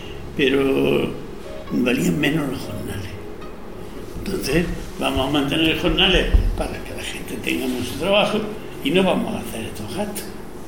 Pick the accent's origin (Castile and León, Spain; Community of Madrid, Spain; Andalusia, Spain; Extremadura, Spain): Andalusia, Spain; Huelma; Yo soy de mi huerma, soy muy de mi pueblo.